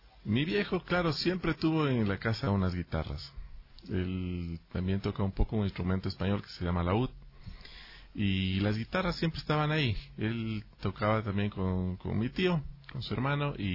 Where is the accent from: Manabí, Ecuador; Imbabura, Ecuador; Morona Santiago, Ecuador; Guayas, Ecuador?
Imbabura, Ecuador; Ibarra; Yo vengo de Ibarra